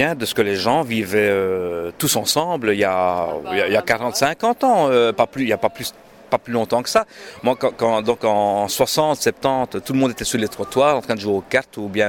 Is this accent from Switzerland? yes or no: no; Charleroi, Wallonia, Belgium; moi je suis de Charleroi, bon, le wallon, j'adore le wallon, je continue à parler le wallon